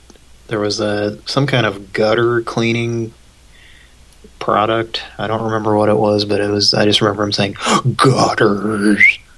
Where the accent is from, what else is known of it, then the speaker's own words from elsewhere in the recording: Cincinnati, Ohio, United States; Well, I'll explain myself. I grew up in Cincinnati.